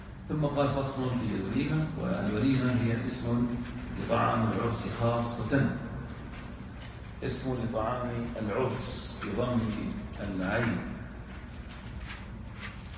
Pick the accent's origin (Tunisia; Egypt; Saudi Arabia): Saudi Arabia; Al-Ahsa, Eastern Province; وهو العرف عندنا في الاحساء انها تفعل مع الحد